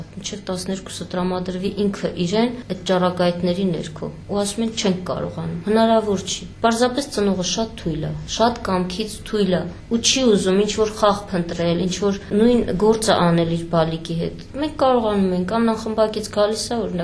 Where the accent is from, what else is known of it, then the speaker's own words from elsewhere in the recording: Yerevan, Armenia; also born or lived in Nagorno-Karabakh; Չէ, շատ վաղուց Երևանում ենք եղել, փոքր հասակից, այնտեղ դպրոց, ուսում։